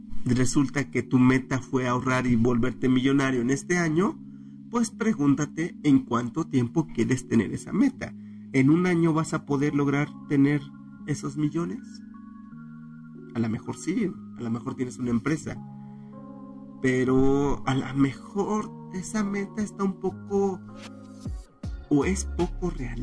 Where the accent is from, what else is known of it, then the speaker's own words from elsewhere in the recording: Mexico; como buenos mexicanos que somos